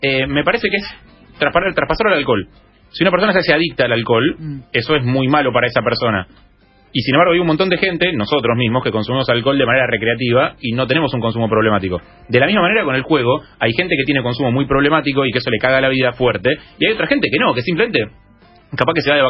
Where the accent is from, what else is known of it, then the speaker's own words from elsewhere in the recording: Argentina; Así somos los argentinos, o así son muchos argentinos. Nosotros no somos así, pero muchos sí.